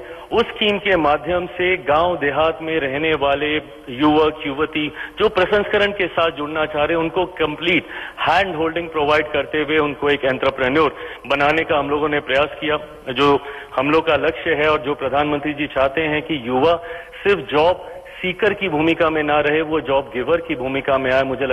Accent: Bihar, India; और मैं बिहारी हूं, इसलिए मुझे ज्यादा गर्व होता है जब मखाना, जिसका सबसे ज्यादा उत्पादन मेरे राज्य से होता है

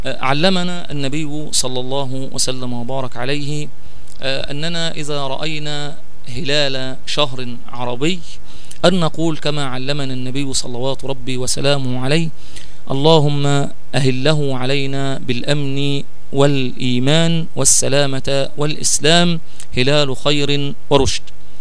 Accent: Egypt; الخلاصة هي أننا إذا ظهر الهلال في مصر ونحن من أهل مصر

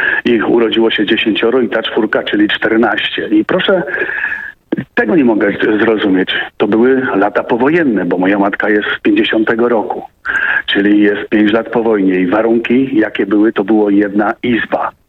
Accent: Świętokrzyskie Voivodeship, Poland; mamy te same lata, co mój przedmówca, bo mówił, że ma obłożone 50 lat. Tylko on spod Krakowa, ja jestem spod Kielc.

